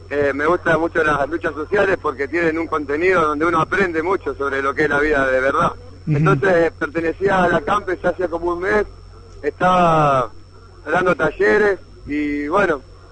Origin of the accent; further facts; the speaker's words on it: Paraguay; Yo tengo tres machetes y vengo desde Paraguay.